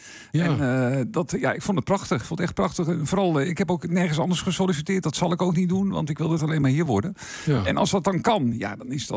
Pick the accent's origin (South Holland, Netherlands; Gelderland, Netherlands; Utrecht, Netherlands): Utrecht, Netherlands; Meerkerk; Ik kom oorspronkelijk uit Meerkerk, ook een van de dorpen in onze gemeente.